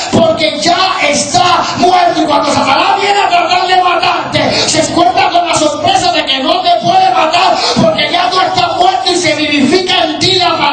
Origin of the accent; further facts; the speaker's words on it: New York, United States; Yo vengo de Nueva York, ¿sí? Yo vengo de Nueva York.